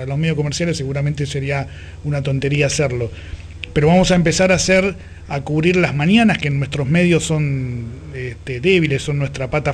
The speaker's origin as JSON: {"language": "Spanish", "region": "Buenos Aires", "country": "Argentina", "accent": "porteño", "said": "se darán cuenta que somos nosotros por nuestra tonada porteña"}